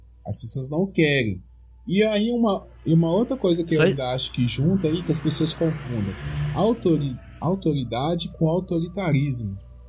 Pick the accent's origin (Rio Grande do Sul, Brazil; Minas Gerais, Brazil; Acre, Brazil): Minas Gerais, Brazil; eu sou do interior de Minas Gerais, a minha família é toda de roça, né, e meus avós nasceram numa época que existia um coronelismo muito forte, né?